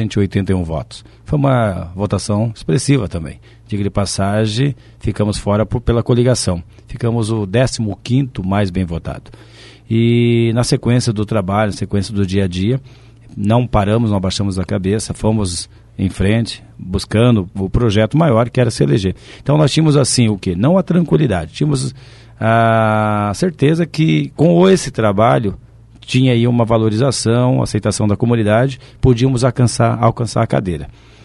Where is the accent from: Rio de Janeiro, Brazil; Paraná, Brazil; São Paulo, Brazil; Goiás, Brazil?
Paraná, Brazil; Foz do Iguaçu; Depois, com um ano de idade, viemos morar aqui na entrada da favela do cemitério. Com 4 anos de idade, fomos morar no Jardim Santa Rita, onde moro até hoje.